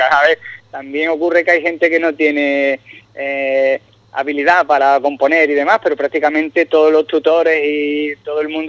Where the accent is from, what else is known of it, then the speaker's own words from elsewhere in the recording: Puerto Serrano, Andalusia, Spain; Yo soy de Puerto Serrano y vengo en mi primera vez.